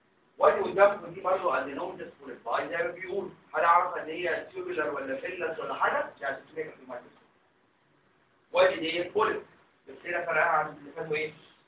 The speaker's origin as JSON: {"language": "Arabic", "country": "Egypt", "said": "ده مهم مهم عندنا في مصر"}